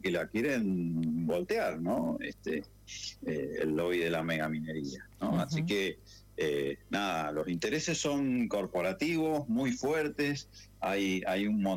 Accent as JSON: {"language": "Spanish", "country": "Argentina", "said": "nosotros nacemos, vivimos y morimos como argentinos, ¿no?"}